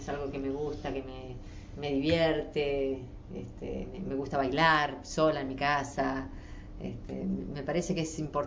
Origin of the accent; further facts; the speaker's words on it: Buenos Aires Province, Argentina; Sí, al sur de la provincia de Buenos Aires, unos 80 kilómetros de capital.